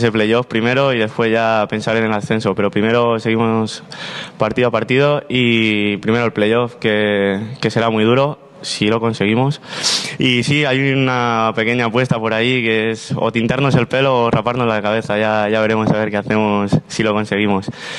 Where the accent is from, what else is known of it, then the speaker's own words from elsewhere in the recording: Mislata, Valencian Community, Spain; Pues yo empecé en el Mislata, en el equipo de mi pueblo, y estuve ahí 7-8 años, hasta llegar a cadete.